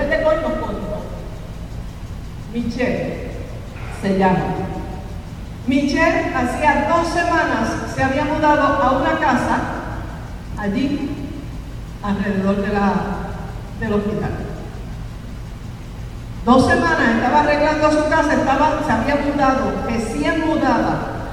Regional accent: Mayagüez, Puerto Rico; Yo sí, nosotros somos de Mayagüez.

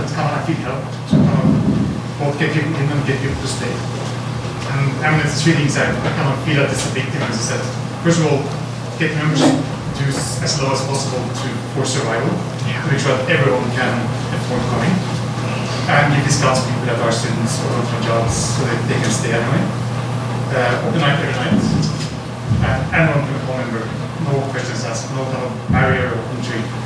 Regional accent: Indiana, United States; I'm from the Metro of Indiana

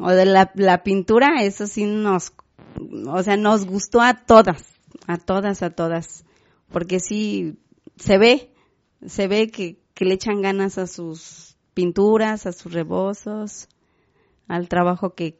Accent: Coatetelco, Morelos, Mexico; porque pues nunca salimos de Coatetelco. Estamos ahí con nuestros hijos, nuestros esposos

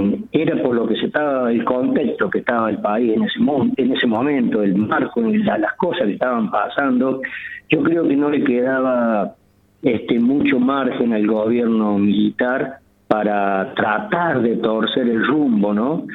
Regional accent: Arroyito, Córdoba, Argentina; yo volví a mi pueblo, yo vivía en ese tiempo en Arroyito, en pueblo natal, allá en Arroyito

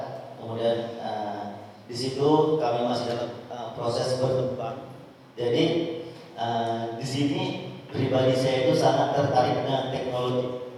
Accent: Aceh, Indonesia; Saya berasal dari Aceh Besar, tempat di Anjun, di komplek Villa Bon.

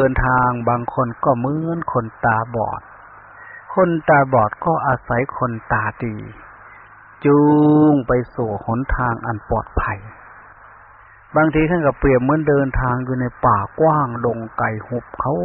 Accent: Ubon Ratchathani, Thailand; อาตมาเป็นคนลาวเป็นคนภาคอีสานเมืองอุบลบ้านเกิดเมืองนอนบ้านพ่อเมืองแม่มันก็อดไม่ได้ที่จะพูดภาษาเสียงในฟิล์ม

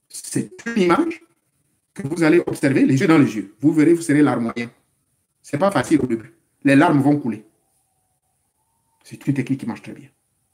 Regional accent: Gabon; moved away; Moi, chez moi, au Gabon, j'avais un sac, mais je chargeais ça avec le gravier et le sable.

